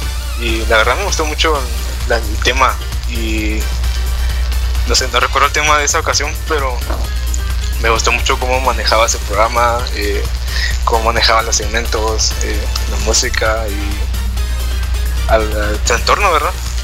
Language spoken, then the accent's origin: Spanish; Guatemala; Sí, soy de Guatemala. Bueno, sí, soy guatemalteco. Sí, sí. De un país pequeño relativamente.